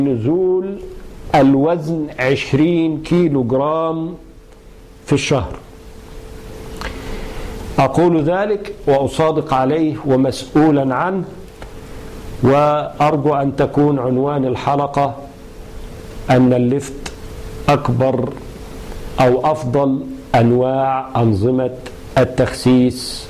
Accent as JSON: {"language": "Arabic", "country": "Egypt", "said": "والمشهور عندنا في مصر أنه يؤكل مملحا مخللا"}